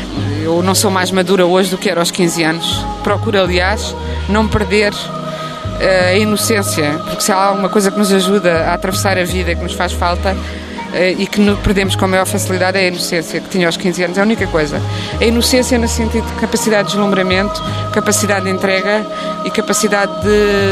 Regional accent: Tomar, Centro, Portugal; also born or lived in Coimbra; Eu agora digo que nasci em Tomar desde que a minha avó morreu, ao menos para lhe fazer essa homenagem. Eu nasci em Coimbra, porque não havia maternidade em Tomar.

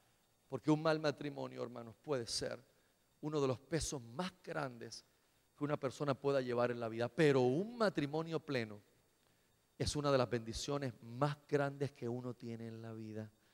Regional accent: Caguas, Puerto Rico; de donde yo vengo, usted a las 5 o 6 de la tarde pase un martes, un miércoles por uno de los pubs en una de nuestras avenidas de Caguas

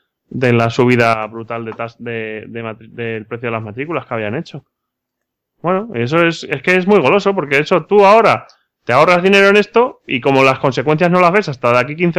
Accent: Spain; qué vagos somos los españoles

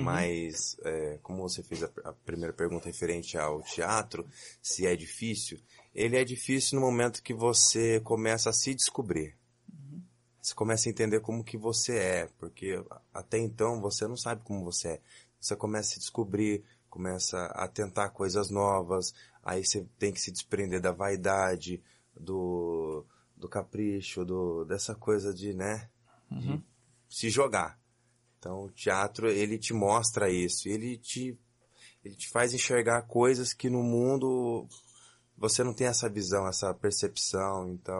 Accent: São José dos Campos, São Paulo, Brazil; Sou de São José dos Campos

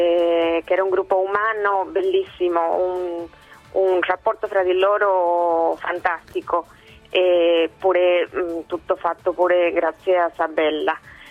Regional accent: Argentina; Italian is a second language; Io sono argentina.

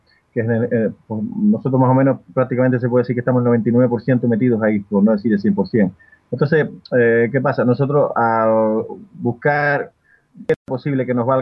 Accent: Canary Islands, Spain; yo en el caso mío, yo soy canario

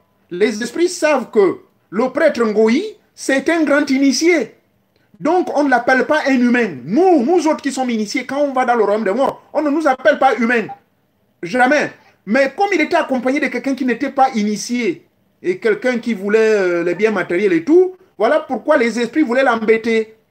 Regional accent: Gabon

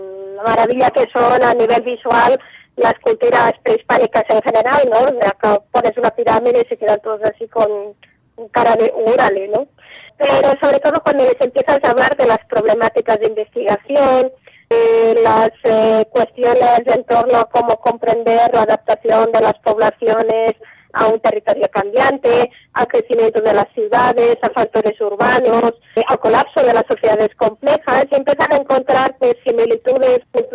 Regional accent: Catalonia, Spain; Ya sabes cómo somos los catalanes en algunos momentos

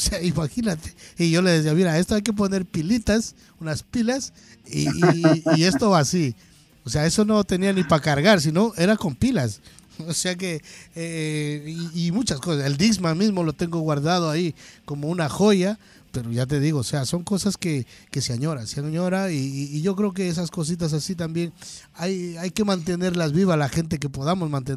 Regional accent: Ecuador; now in Chile; yo soy ecuatoriano, yo llevo por acá un porrón de años, así que, o sea, también vengo de un país muy pequeño

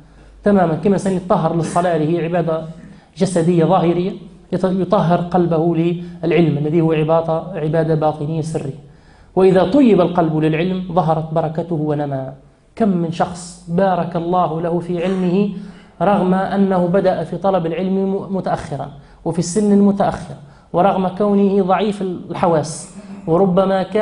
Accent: Tunisia; نحن عندنا في تونس عندنا الثروة هي الطاقة البشرية، هي الأدمغة

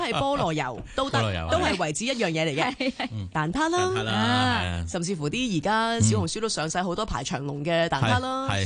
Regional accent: Hong Kong; 我哋香港人中意食嘢咧，

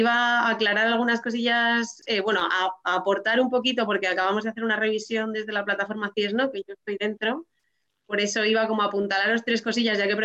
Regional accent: Spain; Entonces es como algo que si yo hiciese como española, simplemente me supondría una multa

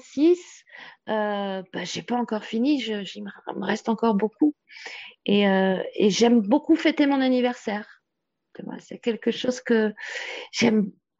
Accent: Île-de-France, France; now in Guadeloupe; je suis originaire de France, de région parisienne, où bah, j'étais chez moi, on va dire.

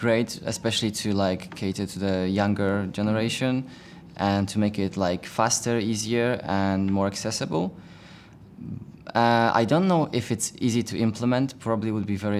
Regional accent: Poland; I'm from Poland.

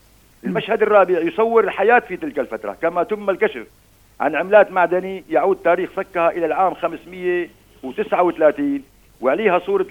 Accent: Beit Yashout, Latakia Governorate, Syria; جينا على بيت ياشوت اللي هي ضيعتنا نحن بالأساس.

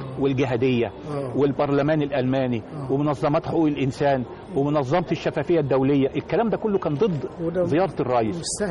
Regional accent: Egypt; ازاي انا اعيش وانا مصري وبحب مصر

